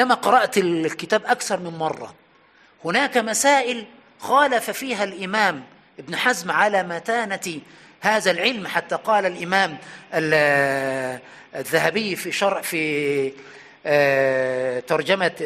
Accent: Aswan, Aswan Governorate, Egypt; يعني وأنا صغير في أسوان كانت هناك بقرة ركبت عليها

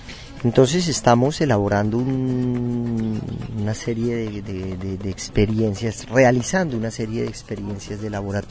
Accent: Colombia; moved away; ya van a ser 25, 26 años que yo salí de Colombia y estoy hoy aquí trabajando.

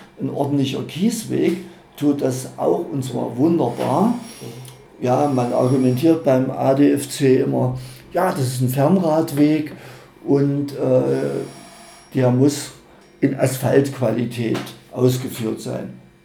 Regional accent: Halle, Saxony-Anhalt, Germany; born there; mein geliebtes Halle, ich bin ja geboren in Halle und die Stadt ist wunderschön

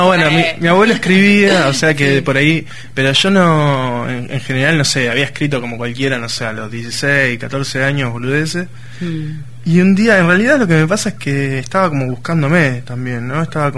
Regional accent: San Justo, Buenos Aires Province, Argentina; De San Justo.

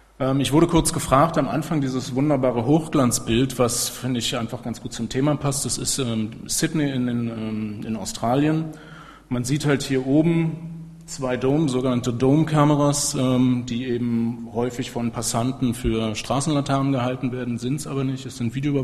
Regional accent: Berlin, Germany; ich komme aus Berlin

